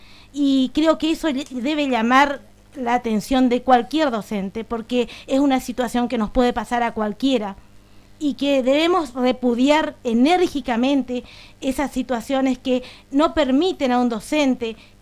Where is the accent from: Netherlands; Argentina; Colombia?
Argentina; Santa Ana, Misiones; Soy de Santa Ana, pero trabajo, mi mayor carga horaria tengo en San Ignacio, también trabajo en Oberá